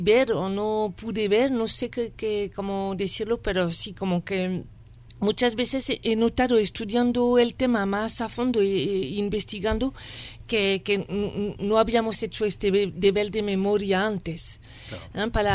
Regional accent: France; moved away; De yo salí de Francia y viviendo en París y salí en 2001

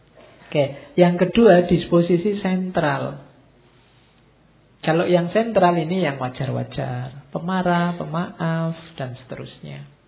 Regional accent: East Java, Indonesia; also born or lived in Yogyakarta; Atau sama-sama Jawa, neng aku Jawa Timur, harusnya rada gampang misuh-misuh sithik ngono.

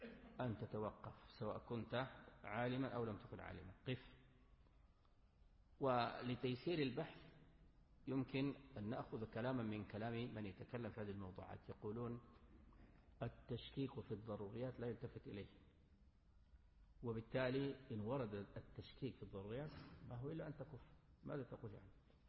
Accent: Sudan; ممن يرد على المبتدع عندنا في السودان معروف

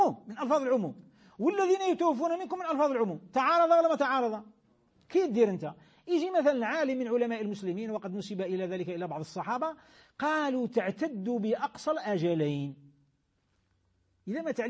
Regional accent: Algeria; احنا في بلادنا الجزائر بلاد الخير بلاد الإسلام

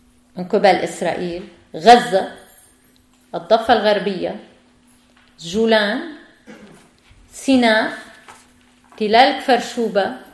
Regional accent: Beirut, Beirut Governorate, Lebanon; ولدت في بيروت وكبرت في هذه العاصمة عاصمة لبنان.

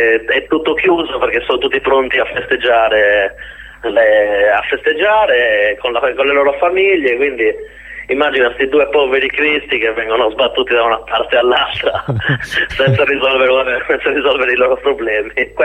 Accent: Serramanna, Sardinia, Italy; non è che io stia prendendo in giro Serramanna, ci mancherebbe altro. Ho voluto utilizzare il mio paese come esempio

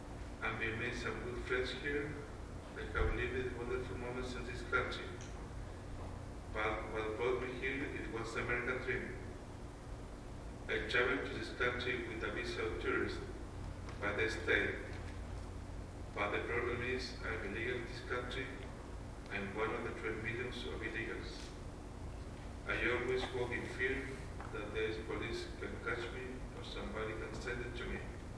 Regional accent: Chile; now in United States; I'm from Chile. I've been active member of the church for the last 2 years. I've been living and working in the United States for the last 11 years.

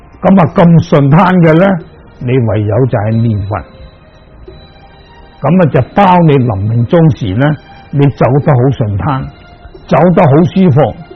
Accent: Hong Kong; 例如我哋香港人，就算大家好亲戚又好，好朋友又好

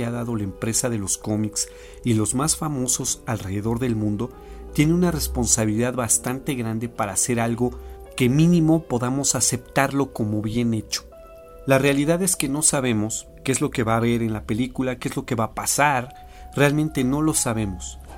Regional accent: Mexico; Nosotros somos de México y también aprovecho para darle un saludo a toda la República Mexicana

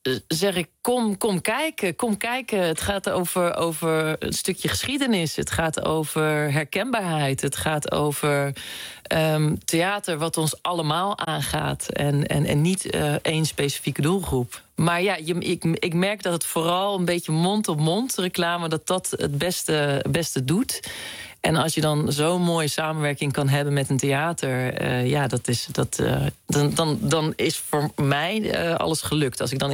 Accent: Gouda, South Holland, Netherlands; want ik kom eigenlijk oorspronkelijk uit Gouda

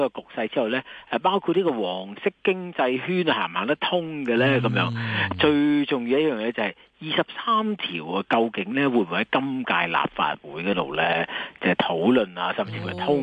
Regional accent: Hong Kong; 如果我哋香港人食米咧，通常係即係泰國香米啦

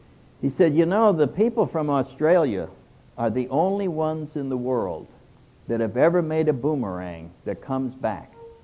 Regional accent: New England, United States; I'm from New England, so I take great pleasure in the fact that this huge spiritual, social movement that is now spread all over the world did not start in California.

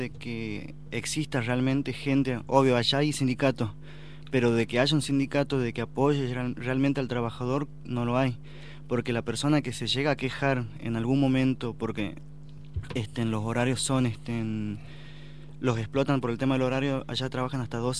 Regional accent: Jujuy, Argentina; moved away; Daniel y yo venimos de Jujuy, y bueno, nos venimos porque tenemos la esperanza de acá crecer en lo económico

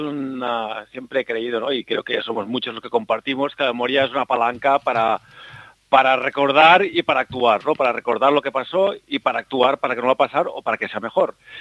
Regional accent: Lleida, Catalonia, Spain; Porque yo soy de Lleida, es una capital, digamos, más interior y donde no hay mucha industria

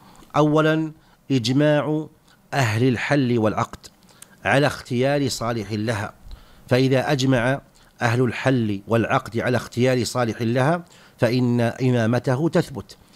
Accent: Saudi Arabia; نحن بحمد الله في هذه البلاد، بلادنا المملكة العربية السعودية

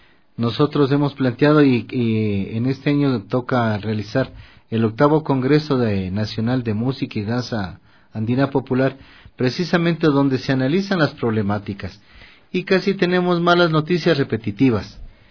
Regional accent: Quito, Pichincha, Ecuador; Yo soy un ser urbano, como te decíamos desde este espacio, somos urbanos, somos quiteños, ecuatorianos

